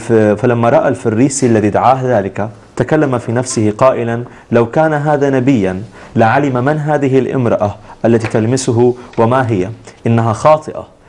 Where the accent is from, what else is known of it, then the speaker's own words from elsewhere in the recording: Syria; now in Lebanon; انا سوري وبعرف بلدي شو عملت بلبنان